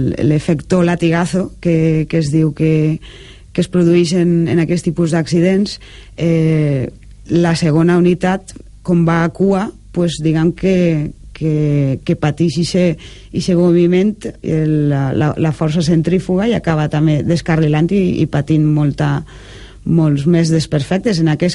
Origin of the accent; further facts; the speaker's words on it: Silla, Valencian Community, Spain; El dissabte el presentem a Silla, que és el meu poble, i allí pues, el presentarem als amics i a la família